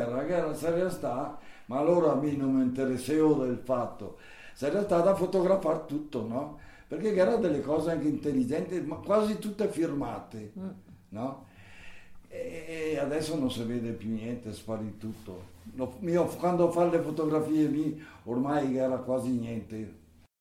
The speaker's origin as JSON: {"language": "Italian", "town": "Nago", "region": "Trentino-Alto Adige", "country": "Italy", "tie": "born or raised there", "said": "Quando ero piccolo io a Nago c'erano circa 200 capre, no?"}